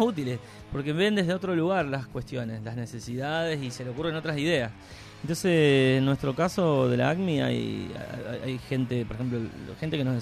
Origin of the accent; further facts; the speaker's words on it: Reconquista, Santa Fe, Argentina; son de pueblos o de ciudades, sí, como en mi caso, que soy de Reconquista